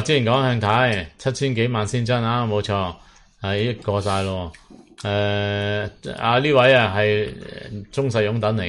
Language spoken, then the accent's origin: Cantonese; Hong Kong; 即系我哋香港人睇嘢会阔啲啊